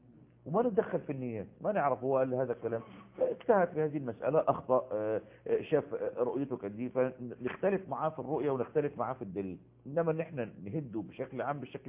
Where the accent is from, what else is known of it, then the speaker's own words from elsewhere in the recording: Egypt; وجد المصافحة منتشرة عندنا في مصر